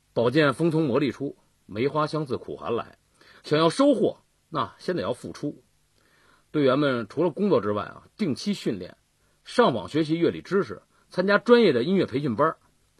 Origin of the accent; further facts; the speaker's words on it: Weishanzhuang, Beijing, China; 我们都是大兴区魏善庄镇土生土长的80后，